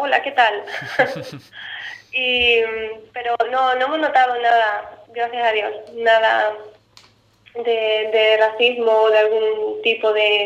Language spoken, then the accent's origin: Spanish; Andalusia, Spain; now in Germany; soy de Cádiz, y hay gente que conoce Cádiz y gente que no. Después digo, bueno, es una provincia al lado de Málaga